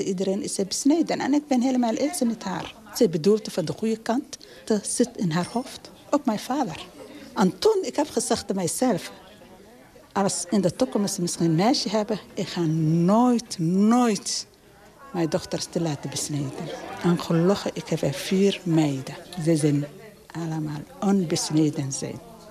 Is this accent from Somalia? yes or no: yes; Somalia; moved away as an adult; now in Netherlands; Ik ben geboren en getogen in Somalië, 65 jaar.